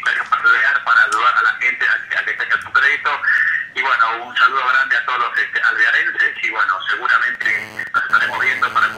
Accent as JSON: {"language": "Spanish", "town": "Benito Juárez", "region": "Buenos Aires Province", "country": "Argentina", "said": "En mi pueblo Juárez viven 20.000."}